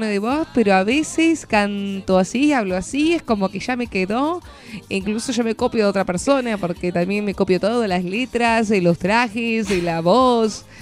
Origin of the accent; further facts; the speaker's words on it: Argentina; En oro siempre pierdo, pero somos argentinos.